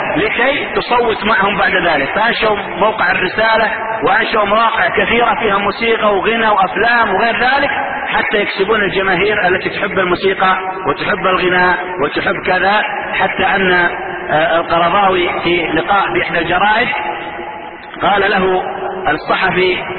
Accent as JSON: {"language": "Arabic", "country": "Saudi Arabia", "said": "والقرضاوية انتشر عندنا في السعودية"}